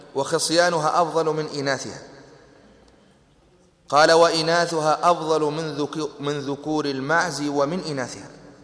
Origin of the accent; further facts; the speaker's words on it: Tunisia; نحن المعتاد عندنا في تونس